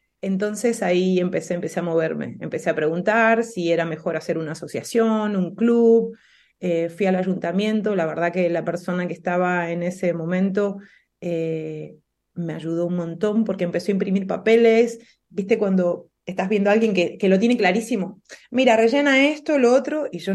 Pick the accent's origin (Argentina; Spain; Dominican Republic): Argentina; Como te das cuenta, soy argentina. Si bien vivo en una provincia en donde da el mar, pero me queda muy lejos